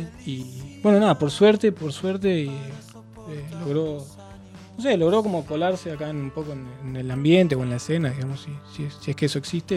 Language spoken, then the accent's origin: Spanish; La Plata, Buenos Aires Province, Argentina; con mi hermano somos platenses.